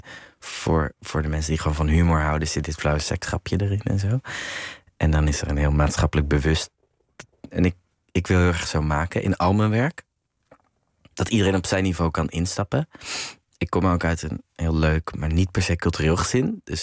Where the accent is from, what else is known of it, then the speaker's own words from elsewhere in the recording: Amsterdam, North Holland, Netherlands; Dus ik kom uit Amsterdam, maar niet zo'n grachtengordel opvoeding.